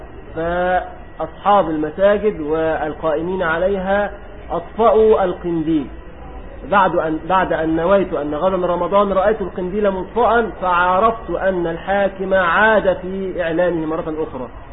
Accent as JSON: {"language": "Arabic", "country": "Egypt", "said": "هذا موجود عندنا في مصر"}